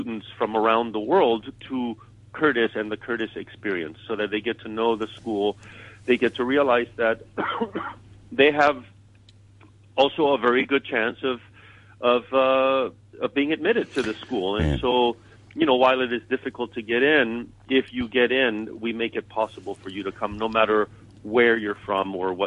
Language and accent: English; Chile; when I was growing up in Chile, there was no such thing as a youth orchestra.